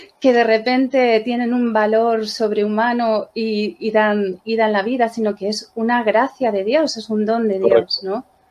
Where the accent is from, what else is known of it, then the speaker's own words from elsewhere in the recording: Madrid, Community of Madrid, Spain; Yo le hablo desde Madrid, soy madrileña.